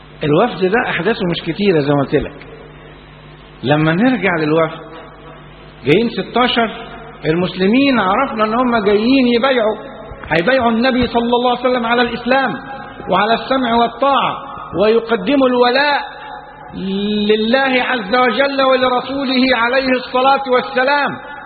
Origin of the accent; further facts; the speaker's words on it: Egypt; النهاردة يعني احنا في بلدنا مصر ما كناش نشوفوا